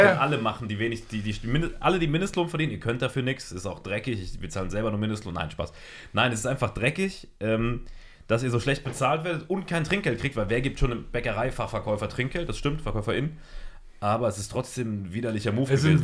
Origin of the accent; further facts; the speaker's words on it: Saarland, Germany; tatsächlich, obwohl ich Saarländer bin.